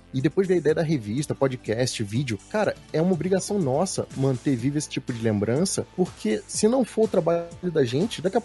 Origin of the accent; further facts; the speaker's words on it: Rio de Janeiro, Brazil; now in São Paulo, Brazil; eu moro em São Paulo, mas eu sou do Rio